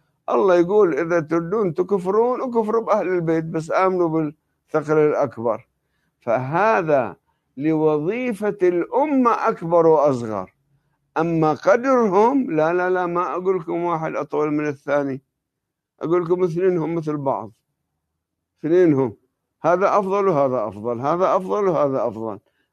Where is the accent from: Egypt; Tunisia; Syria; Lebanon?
Lebanon; وعندنا بلبنان يسمونهم أهل الشوفة